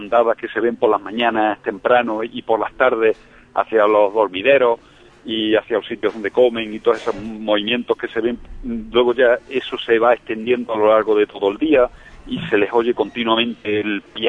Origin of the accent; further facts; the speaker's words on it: Extremadura, Spain; me enseñaron en mi pueblo, un pequeño pueblo de Badajoz, allí en Extremadura